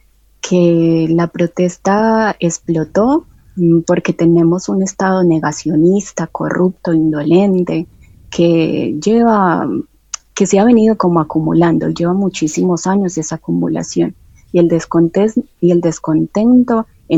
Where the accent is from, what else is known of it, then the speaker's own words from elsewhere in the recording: Medellín, Antioquia, Colombia; yo soy de Medellín